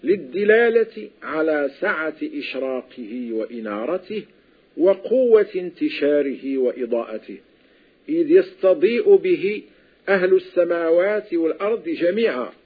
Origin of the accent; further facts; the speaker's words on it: Morocco; وتعرف عندنا في المغرب بالطاقة